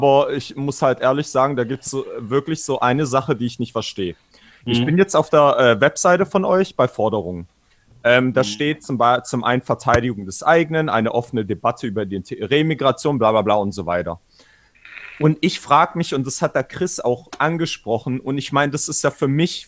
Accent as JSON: {"language": "German", "region": "Baden-Württemberg", "country": "Germany", "said": "wie mit dir, einem Rostocker zum Beispiel, wie ich als Schwabe"}